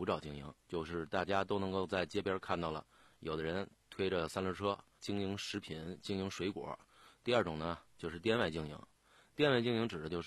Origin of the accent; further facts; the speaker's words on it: Beijing, China; 夏天咱们北京人都喜欢吃烤串